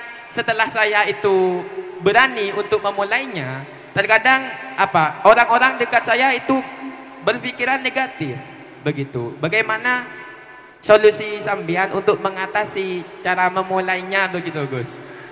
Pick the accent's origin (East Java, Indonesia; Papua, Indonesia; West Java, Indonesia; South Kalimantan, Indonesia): East Java, Indonesia; Saya dari Madura.